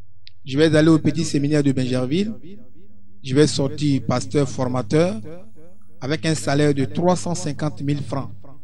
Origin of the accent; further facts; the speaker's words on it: Côte d’Ivoire; Je viens de la Côte d'Ivoire.